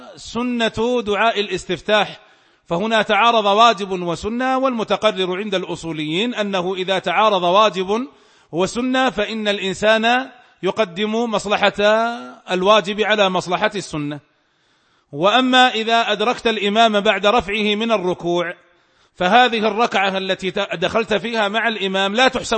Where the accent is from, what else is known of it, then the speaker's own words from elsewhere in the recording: Saudi Arabia; وهو المفتى به عندنا في المملكة العربية السعودية